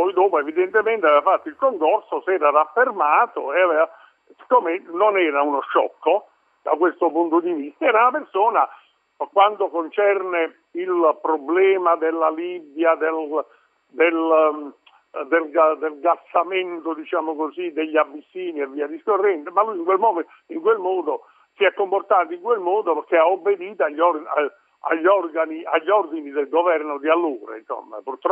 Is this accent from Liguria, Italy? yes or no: no; Salerno, Campania, Italy; Beh, veramente, io sono salernitano.